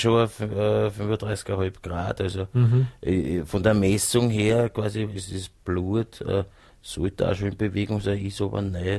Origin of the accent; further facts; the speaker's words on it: Vienna, Austria; ich sage immer auf gut Wiener, ich bin ein Wiener